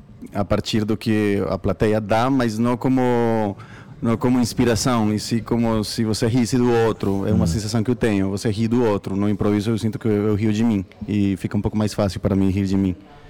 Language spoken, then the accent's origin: Portuguese; Colombia; Portuguese is a second language; now in Brazil; Eu falo, sou colombiano e faço improviso